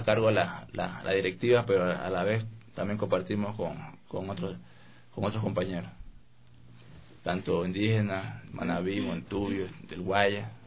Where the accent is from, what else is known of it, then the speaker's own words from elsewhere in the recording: Coast, Ecuador; más allá de nosotros tener nuestra cultura y nuestra forma de ser, como costeños que somos